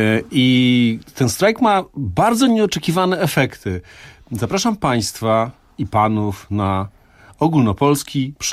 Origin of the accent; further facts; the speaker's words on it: Greater Poland Voivodeship, Poland; Także moje rodzinne strony. Bardzo są silnie reprezentowane.